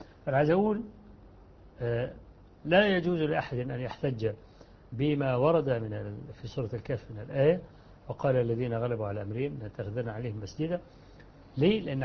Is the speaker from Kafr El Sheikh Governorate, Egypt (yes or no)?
yes; Kafr El Sheikh Governorate, Egypt; عندنا في مصر، أنهم بدأوا يهيئوا الميادين التي فيها المساجد التي فيها قبور، ويوسعوا الساحات لدرجة أن عندنا في محافظة كفر الشيخ